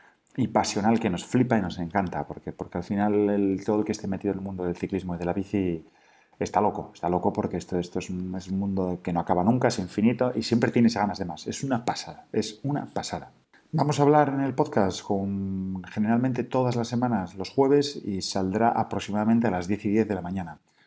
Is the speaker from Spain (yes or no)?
yes; Asturias, Spain; Somos de Asturias